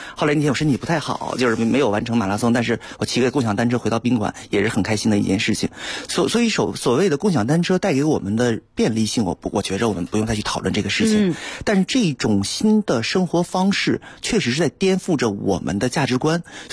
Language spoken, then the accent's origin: Chinese; Beijing, China; 其实我们北京人不太熟悉的另外一个品牌叫哈罗